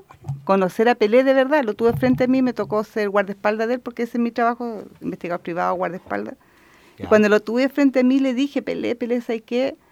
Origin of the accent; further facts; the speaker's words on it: Santiago, Santiago Metropolitan, Chile; born there; Bueno, yo nací en Santiago.